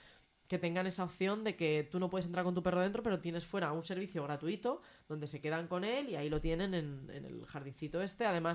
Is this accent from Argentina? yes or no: no; Zaragoza, Aragon, Spain; Ah, pues yo soy de Zaragoza.